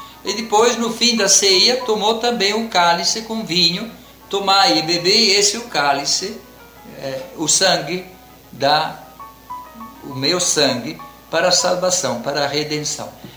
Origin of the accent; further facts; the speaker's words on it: Italy; Portuguese is a second language; Em outros países, por exemplo, lá na minha terra, essa festa sumiu na quinta-feira e se celebra sempre no domingo seguinte.